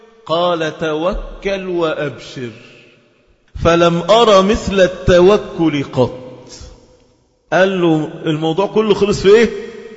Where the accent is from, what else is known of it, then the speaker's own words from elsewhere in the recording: Egypt; ده احنا شرفنا كمصريين نسبتنا إلى هاجر أم إسماعيل.